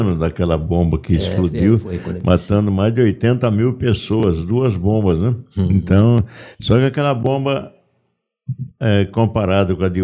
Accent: Leme, São Paulo, Brazil; eu fui fazer uma visita lá na minha cidade, lá de Leme

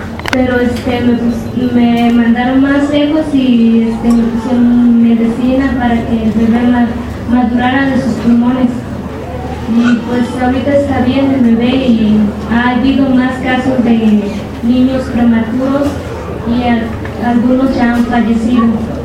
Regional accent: Carrizalillo, Guerrero, Mexico; vengo de Carrizalillo, Guerrero.

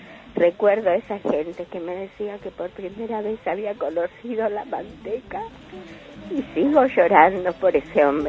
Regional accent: Argentina; Yo soy argentina, yo me volví 4 o 5 meses antes del golpe.

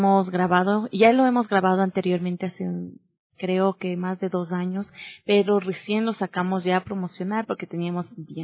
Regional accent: Nayón, Pichincha, Ecuador; Hemos sacado este video justo en la parroquia de Nayón, de donde yo vengo

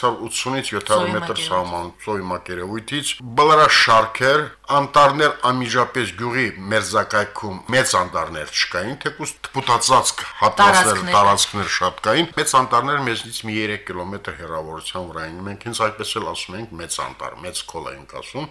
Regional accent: Gyurjevan, Agsu District, Azerbaijan; Գյուրջևանը իմ երազանքների գլխավոր առարկան է։ Գիշերուտիվ ես երազում եմ իմ հայրենի գյուղի, իմ ծննդավայրի մասին, որտեղ անցել են իմ մանկությունը եւ պատանեկությունը, իմ կյանքի լավագույն շրջանը, ես այդպես կասեի։ Գյուրջևանը մեծ հայկական գյուղ է

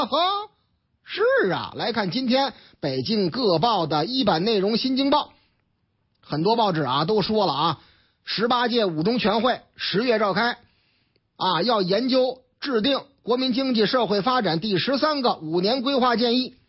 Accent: Shijiazhuang, Hebei, China; 打上我老家的主意了，石家庄吗？

